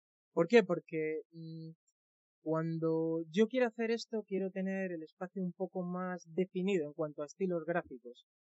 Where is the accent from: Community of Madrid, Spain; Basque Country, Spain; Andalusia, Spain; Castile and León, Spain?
Community of Madrid, Spain; Alcobendas; Pues soy de Madrid, de una localidad al norte llamada Alcobendas.